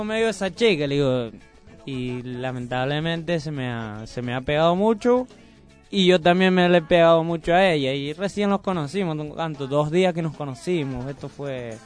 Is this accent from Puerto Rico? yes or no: yes; Puerto Rico; Y una chica me dice, oye, tú eres cubano. Digo, no, yo soy puertorriqueño.